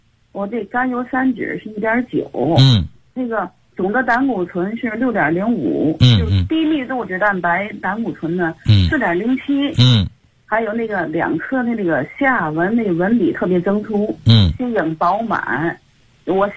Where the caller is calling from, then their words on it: Tianjin, China; 我来自天津的学友。